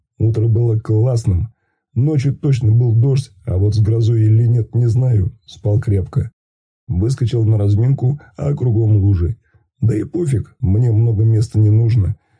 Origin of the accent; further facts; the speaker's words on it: Bryansk, Bryansk Oblast, Russia; я вообще из Брянска, ко мне претензий нет.